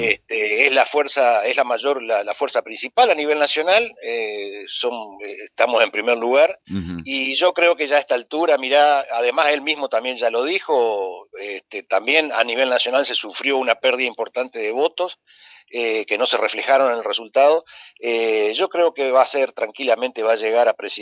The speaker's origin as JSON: {"language": "Spanish", "town": "Concordia", "region": "Entre Ríos", "country": "Argentina", "said": "somos argentinos y concordienses y entrerrianos"}